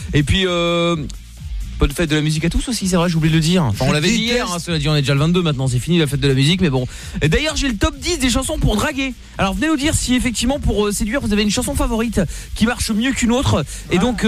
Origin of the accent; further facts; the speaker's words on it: Portugal; c'est moi, parce que je suis portugais.